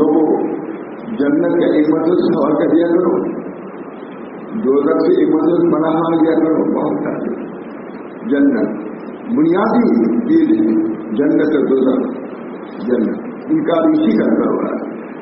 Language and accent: Urdu; Allahabad, Uttar Pradesh, India; الہ آباد میں کیونکہ رہتا ہوں اور کوئی نہیں کرتا ہے میں کہتا ہوں تو میں شہر کا ہوں